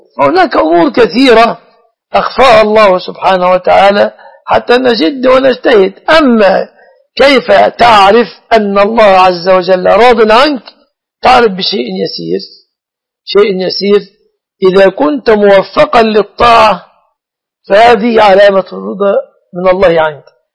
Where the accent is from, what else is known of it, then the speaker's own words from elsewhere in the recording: Egypt; أنا مصري يا سارة، لست من أهل السعودية